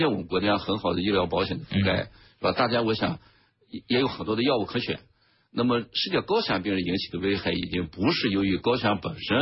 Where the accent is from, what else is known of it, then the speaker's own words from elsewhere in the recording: China; 那么我们中国人、亚洲人来讲，我们有我们独特的我们这种机体的药物代谢的规律。